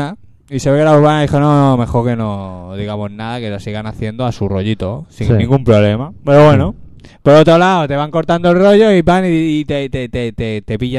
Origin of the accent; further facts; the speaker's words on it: Barcelona, Catalonia, Spain; ¿cómo somos los de Barcelona?